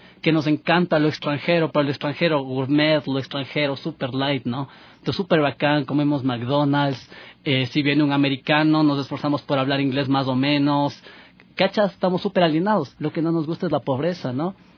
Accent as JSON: {"language": "Spanish", "country": "Ecuador", "said": "Y eso es un tema también que deberíamos analizarlo como ecuatorianos, porque nos reconstruye históricamente a nosotros también, pues."}